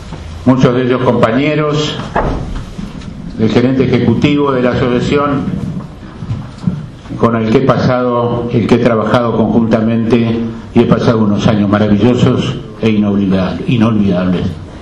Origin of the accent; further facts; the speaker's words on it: Argentina; Como ganaderos debemos estar muy felices, pero muy tristes como argentinos.